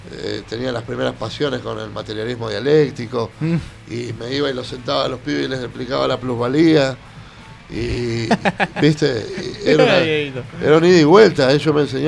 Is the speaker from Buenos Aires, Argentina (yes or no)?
yes; Buenos Aires, Argentina; yo me crié de adolescente en Plaza de Mayo. Y después fui padre y me empecé a mudar, viví en Barracas. Y terminé viviendo ahí en Crucecita